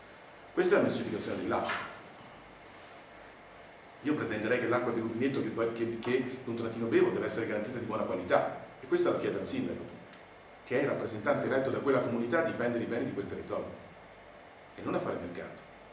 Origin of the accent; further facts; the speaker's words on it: Milan, Lombardy, Italy; Io vengo da Milano, dove praticamente risorgeva tutta l'acqua, zampilla, nelle varie parti della città, zona San Siro.